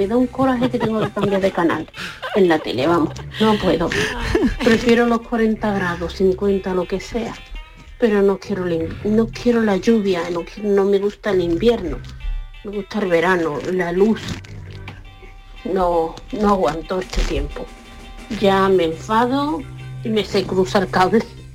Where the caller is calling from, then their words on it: Seville, Andalusia, Spain; de Sevilla.